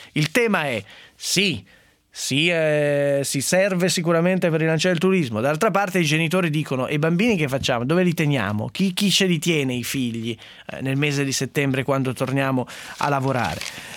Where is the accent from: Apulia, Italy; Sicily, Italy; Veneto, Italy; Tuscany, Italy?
Sicily, Italy; io sono siciliana